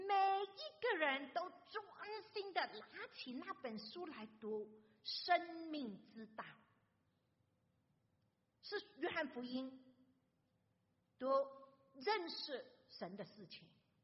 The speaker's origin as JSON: {"language": "Chinese", "country": "Malaysia", "said": "可能你们听我说普通话的时候也知道我不是中国人，不是中国来的中国人我是马来西亚来的中国人"}